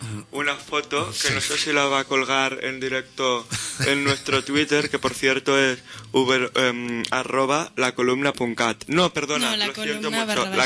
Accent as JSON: {"language": "Spanish", "region": "Catalonia", "country": "Spain", "said": "Y dicho, perdona, que soy catalán."}